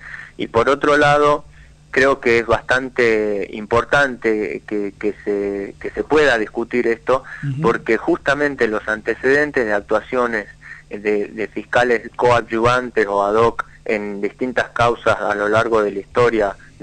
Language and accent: Spanish; Jujuy, Argentina; Sí, soy jujeño.